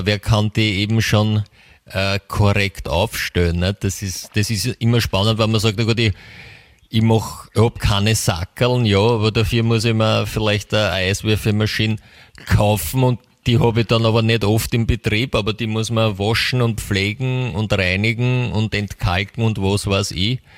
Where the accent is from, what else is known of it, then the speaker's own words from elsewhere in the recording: Vienna, Austria; wir haben es da bei uns in Österreich, in Wien, so schön.